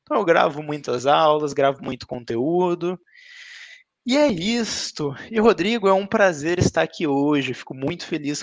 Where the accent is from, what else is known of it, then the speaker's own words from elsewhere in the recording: Londrina, Paraná, Brazil; eu tenho 26 anos, sou de Londrina, aqui no interior do Paraná.